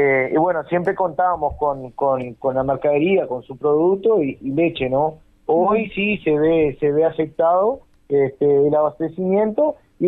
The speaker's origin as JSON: {"language": "Spanish", "region": "Rivera", "country": "Uruguay", "tie": "born or raised there", "said": "Somos personas que hace muchos años trabajamos acá en esta planta, somos nacidos, criados acá en Rivera"}